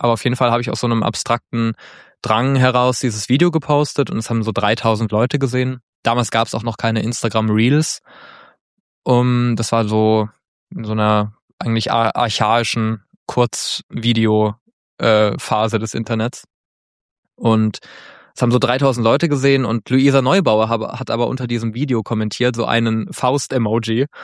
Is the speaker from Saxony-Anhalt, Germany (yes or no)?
no; Mannheim, Baden-Württemberg, Germany; Ich komme, wie gesagt, aus Mannheim und in der Nähe von Mannheim, das ist nicht so weit von der französischen Grenze.